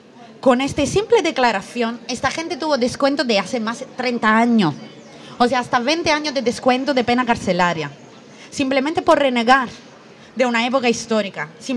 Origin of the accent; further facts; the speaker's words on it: Italy; yo soy italiana